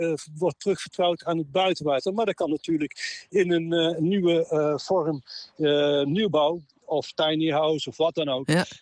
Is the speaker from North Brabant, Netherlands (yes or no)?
yes; Tilburg, North Brabant, Netherlands; born there; Deze stad, Tilburg, mijn geboortestad, wordt zo heet door alle hoogbouw, door baksteen en beton.